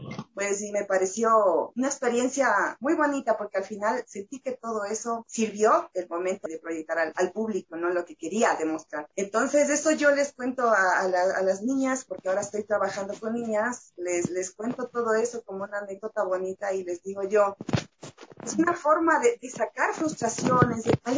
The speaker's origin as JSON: {"language": "Spanish", "country": "Ecuador", "said": "lo que tenemos, el arte, la cultura que tenemos como ecuatorianos"}